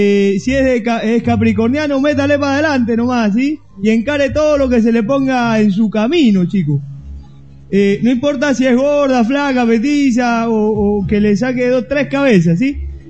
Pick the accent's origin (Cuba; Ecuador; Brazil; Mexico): Cuba; moved away; Bueno, yo soy de Cuba